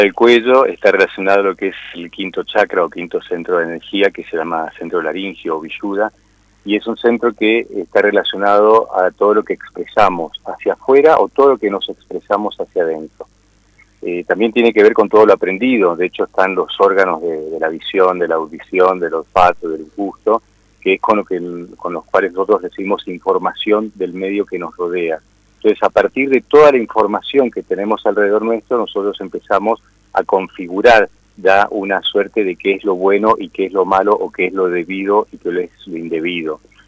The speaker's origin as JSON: {"language": "Spanish", "region": "Mendoza", "country": "Argentina", "tie": "born there", "moved": "as an adult", "said": "Sí, un poco de retorno porque estoy volviendo también a mi provincia. Yo nací aquí en Mendoza, me fui a los 20 años dando vueltas y formándome en distintas líneas. Bueno, y ahora estoy acá"}